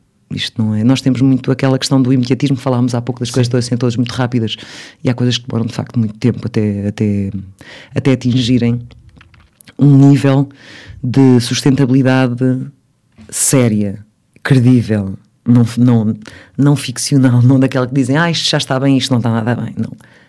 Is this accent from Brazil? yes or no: no; Portugal; Eu sou muito portuguesa, sim. Se bem que quando vou lá fora, nomeadamente Inglaterra, Estados Unidos, acham sempre que eu sou russa. É o ar.